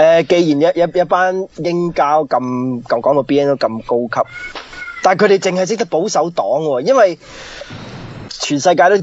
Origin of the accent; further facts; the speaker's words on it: United Kingdom; 即係我作為一個英國人嚟講，即係覺得好奇怪咯